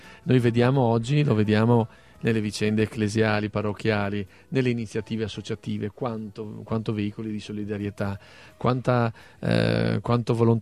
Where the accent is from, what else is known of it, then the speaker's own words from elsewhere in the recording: Treviso, Veneto, Italy; È come dire, da veneti, da trevigiani, recuperare fino in fondo questa storia, queste radici